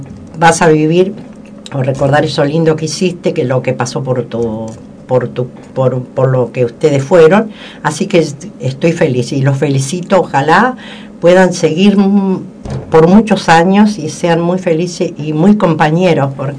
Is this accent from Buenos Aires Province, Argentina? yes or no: no; El Bolsón, Río Negro, Argentina; born there; yo nací acá en Bolsón